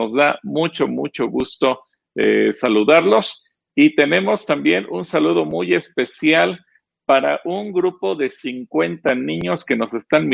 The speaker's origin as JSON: {"language": "Spanish", "country": "Mexico", "said": "así como los mexicanos celebramos el 15 de septiembre como nuestro día patrio"}